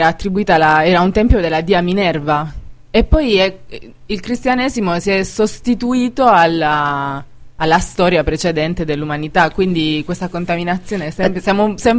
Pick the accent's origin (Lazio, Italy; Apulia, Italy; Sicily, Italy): Apulia, Italy; dalle mie parti in Puglia c'è il culto di San Michele